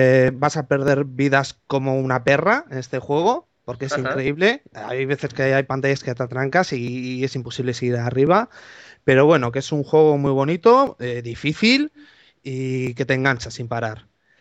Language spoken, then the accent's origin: Spanish; Portugalete, Basque Country, Spain; yo soy del País Vasco, de Portugalete, que está cerca de Bilbao. Tengo 30 años, este año hago 31, vamos, del 80 más o menos.